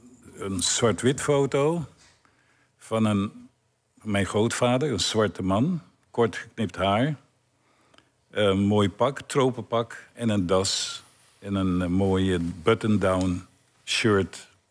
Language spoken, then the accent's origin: Dutch; Curaçao; Ik kom uit Curaçao